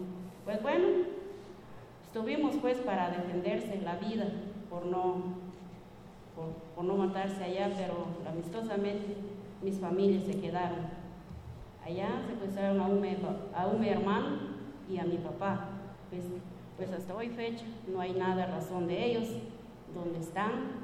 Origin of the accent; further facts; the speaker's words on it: Guatemala; Yo soy una mujer sobreviviente de Guatemala. Yo soy guatemalteca.